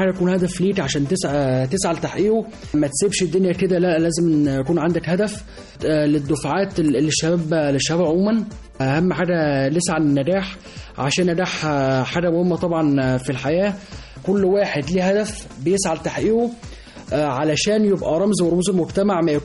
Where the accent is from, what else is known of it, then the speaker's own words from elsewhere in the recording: Egypt; اي واحد بيكون يعني من انا من مصر اهو يعني